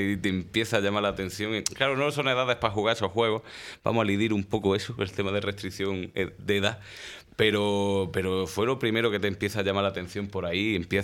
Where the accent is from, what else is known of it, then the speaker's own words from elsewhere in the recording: Córdoba, Andalusia, Spain; now in Granada, Spain; he vivido en Córdoba un tiempo, he vivido, uh-huh. bueno, en realidad 12 años, yo me crié allí en Córdoba.